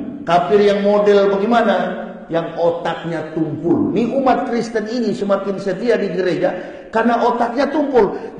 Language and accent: Indonesian; Manado, North Sulawesi, Indonesia; Jadi susah, apalagi saya orang Manado.